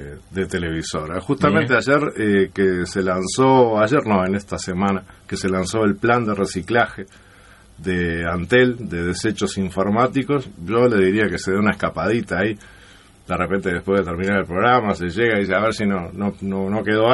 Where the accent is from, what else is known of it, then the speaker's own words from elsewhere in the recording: Uruguay; estamos viviendo nosotros como uruguayos